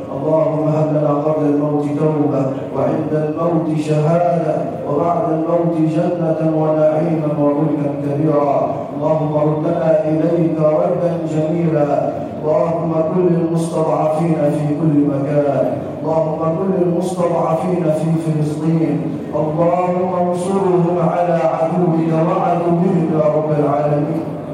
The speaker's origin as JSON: {"language": "Arabic", "country": "Egypt", "said": "واجعل بلدنا مصر راحة للأمن والأمان والسلم والسلام"}